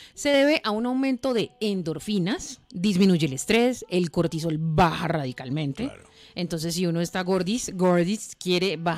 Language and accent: Spanish; Antioquia, Colombia; No, pues es que como yo soy paisa, los dichos son así extremos.